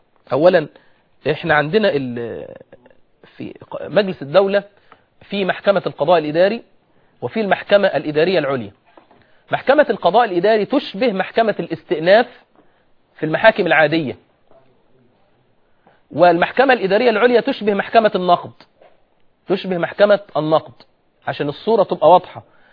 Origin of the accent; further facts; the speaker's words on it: Egypt; يعني مثلا احنا عندنا في مصر أغلب الفتيات غير منتقبات